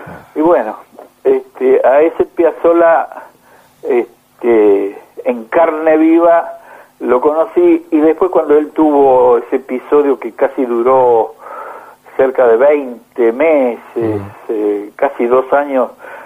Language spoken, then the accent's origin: Spanish; Argentina; como cualquier argentino que escuche tango